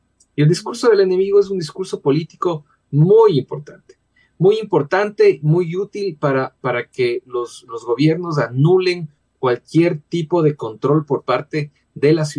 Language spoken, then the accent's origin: Spanish; Ecuador; todos somos la selección, todos somos de Ecuador